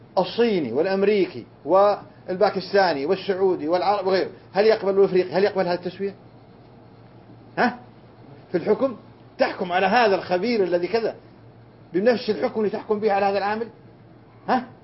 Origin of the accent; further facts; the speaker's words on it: Riyadh, Riyadh Province, Saudi Arabia; أنا كنت صغير وولدت في الرياض، كنا ندور حول الرياض بالدراجة بساعة واحدة وساعتين،